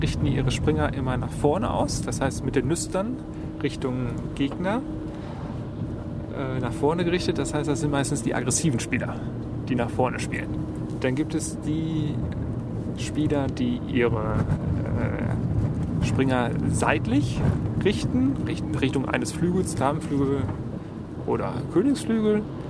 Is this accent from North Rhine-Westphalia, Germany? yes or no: yes; Essen, North Rhine-Westphalia, Germany; vor allen Dingen hier in Essen. Ich bin Essener.